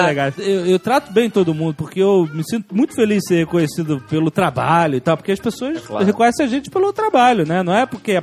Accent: Rio de Janeiro, Brazil; eu sou do Rio, então eu posso falar

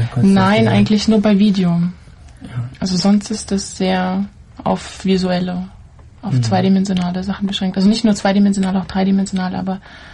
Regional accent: Saint Petersburg, Russia; Aus St. Petersburg, ein Vorort von St. Petersburg.

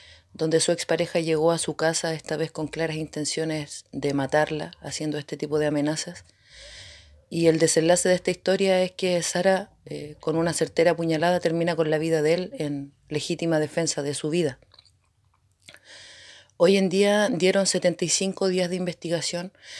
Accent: Puerto Cisnes, Aysén, Chile; soy de Puerto Cisnes

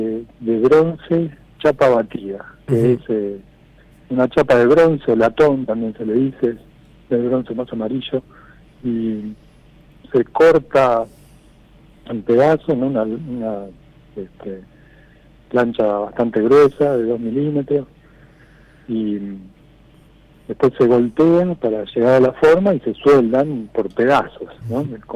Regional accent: Villa Gesell, Buenos Aires Province, Argentina; yo desde los 2-3 años más o menos vino mi familia para acá

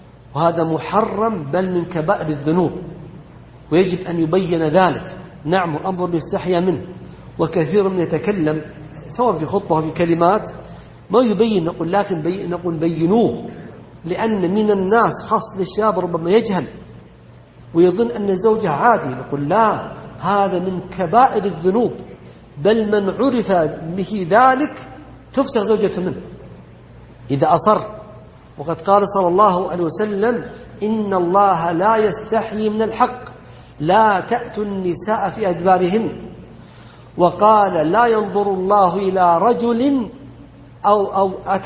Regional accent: Saudi Arabia; وإما يذكر فيحمد أن بلدنا المملكة العربية السعودية أنها ردت ذلك

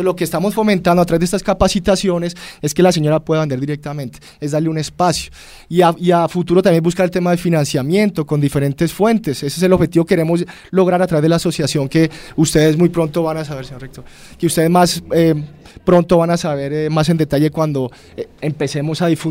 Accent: Colombia; enfocarnos hacia un futuro en paz como colombianos

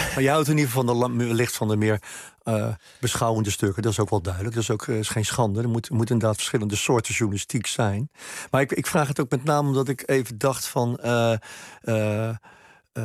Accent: Rotterdam, South Holland, Netherlands; born there; naar onze geboortestad Rotterdam vertrok

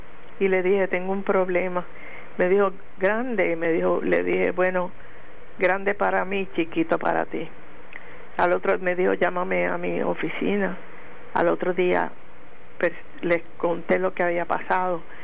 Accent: San Germán, Puerto Rico; Y yo soy de San Germán

